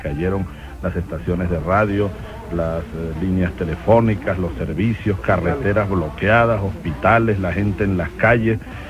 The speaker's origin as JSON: {"language": "Spanish", "region": "Barinas", "country": "Venezuela", "said": "De niño vine una vez, de joven pues. De joven vinimos una vez de Barinas. Uno aprovechaba para venir a pasar un fin de semana y saludar a los amigos de Barquisimeto, etc."}